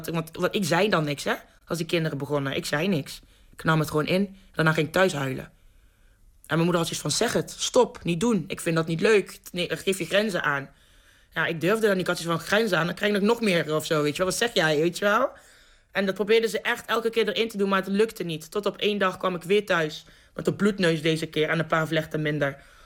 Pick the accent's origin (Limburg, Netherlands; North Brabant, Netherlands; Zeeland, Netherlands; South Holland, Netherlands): North Brabant, Netherlands; Lieshout; Ik ben opgegroeid in Lieshout. Ik was de enige donkere meid van mijn complex, helemaal met immigrantouders, in het dorp.